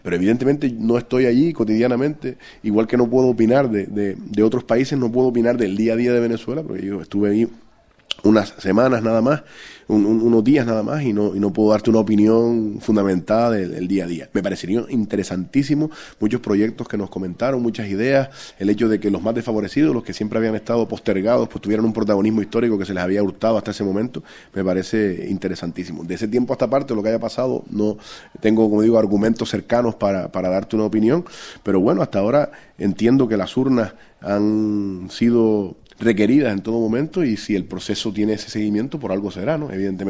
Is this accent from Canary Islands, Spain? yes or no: yes; Canary Islands, Spain; el poder presentar el programa Tenderete, un programa con el que yo pues prácticamente también me crié, como tantos canarios